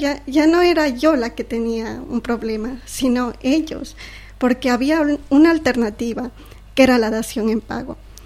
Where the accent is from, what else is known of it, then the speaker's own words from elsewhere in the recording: Ecuador; ecuatoriana.